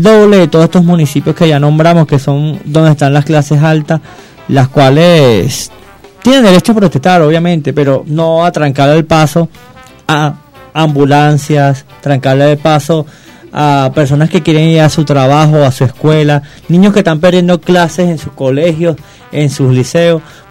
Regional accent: Venezuela; de una nación realmente soberana como somos los venezolanos

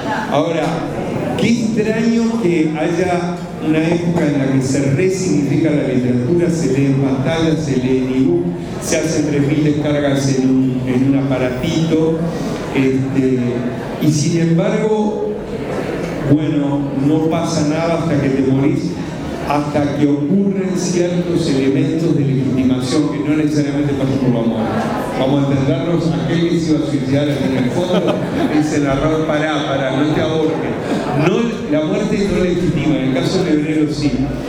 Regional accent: Uruguay; Qué morboso que somos los uruguayos.

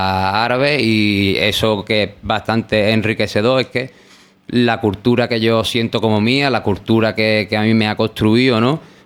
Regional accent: Cádiz, Andalusia, Spain; Yo principalmente me siento de mi madre Pepa y después soy de Cádiz y en última instancia hermano andaluz del mundo.

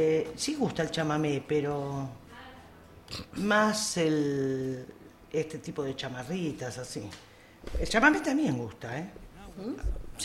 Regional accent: Puerto Gaboto, Santa Fe, Argentina; born there; Hermoso pueblito de la provincia de Santa Fe. Viene a quedar entre Rosario y la ciudad de Santa Fe

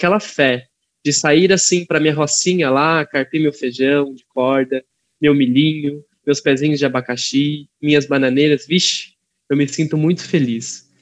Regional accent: Joanópolis, São Paulo, Brazil; eu sou de Joanópolis, numa cidade muito distante de Rosana, mais de 800 e poucos quilômetros

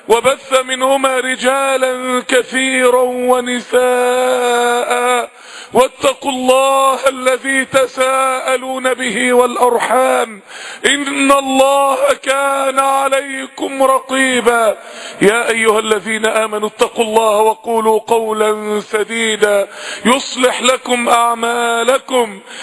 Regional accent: Egypt; تاني احنا عندنا في مصر 40% من الشعب تحت خط الفقر

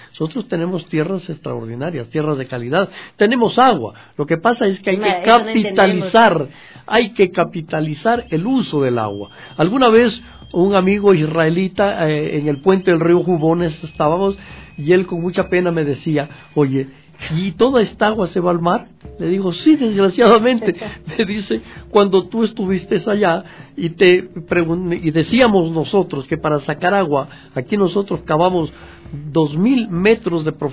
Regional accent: Macará, Loja, Ecuador; yo soy oriundo del sur del país, yo soy de Macará, en la provincia de Loja.

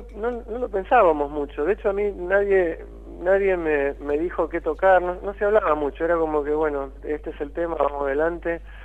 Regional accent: United States; now in Argentina; Yo crecí en Estados Unidos. Y me pasé de los 11 a los 27 años en Estados Unidos.

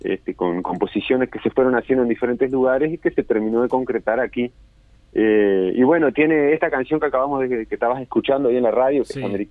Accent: Cerro Largo, Uruguay; now in Colonia, Uruguay; que soy de Cerro Largo, oriundo, pero bueno, hace un par de años estamos radicados aquí en el departamento de Colonia

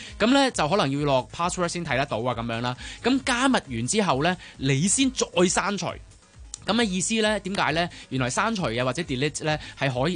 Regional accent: Hong Kong; accent: Hong Kong; 一來我哋香港人講，我哋有我哋嘅港式啲嘅英文或者係個腔調啦，

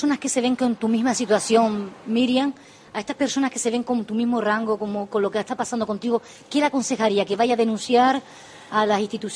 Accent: Canary Islands, Spain; te pido disculpas siendo española, porque los canarios siempre vamos a emigrar.

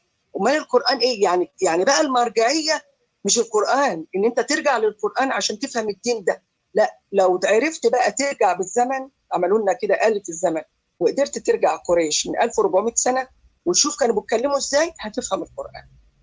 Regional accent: Egypt; احنا كمصريين ما كناش عرب.

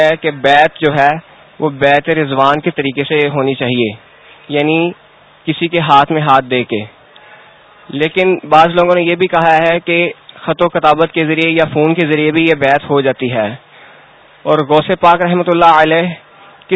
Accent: Lahore, Punjab, Pakistan; اور میں لاہور سے تعلق رکھتا ہوں.

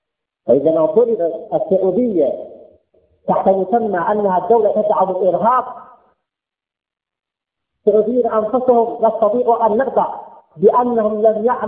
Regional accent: Yemen; نحن يمنيين وهم سعوديين

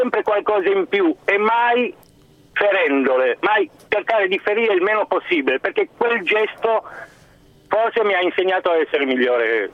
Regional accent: Savona, Liguria, Italy; now in Cremona, Italy; Non sono di Cremona, sono di Savona.

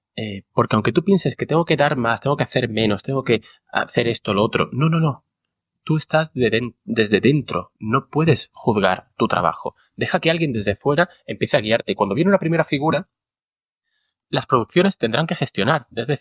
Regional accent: Málaga, Andalusia, Spain; Y que es en mi ciudad natal.

